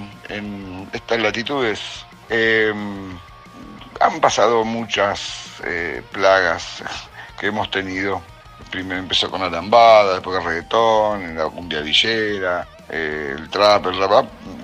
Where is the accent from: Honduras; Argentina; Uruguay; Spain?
Argentina; San Nicolás, Buenos Aires Province; Yo soy de acá, de San Nicolás, de la zona muy cerca de Rosario.